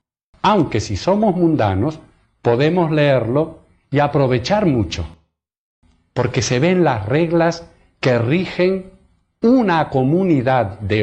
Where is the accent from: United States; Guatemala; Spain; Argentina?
Argentina; En mis viajes y también en mi país, en Argentina